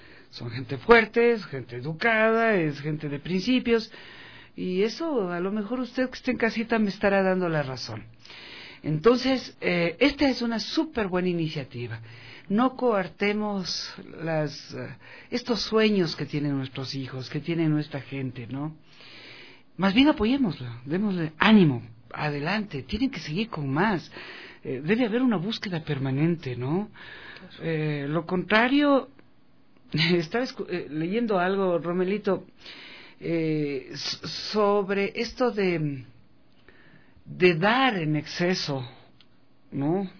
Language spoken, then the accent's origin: Spanish; Ecuador; como buenos latinos que somos y ecuatorianos, tenemos otra mentalidad.